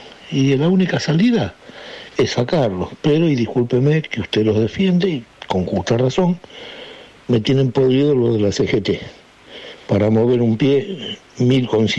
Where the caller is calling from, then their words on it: Buenos Aires, Argentina; de Saavedra. Mire, usted a veces lo dice, yo soy nacido en 1950.